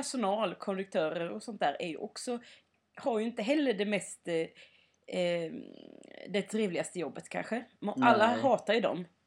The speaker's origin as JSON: {"language": "Swedish", "town": "Sävsjö", "region": "Jönköping County", "country": "Sweden", "said": "så har jag ju också varit hemma i Sävsjö."}